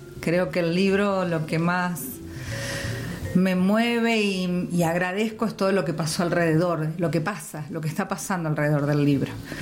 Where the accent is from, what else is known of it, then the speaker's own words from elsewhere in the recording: Santa Fe, Argentina; vengo de Santa Fe, nací en Rosario, viví 3 días en Rosario.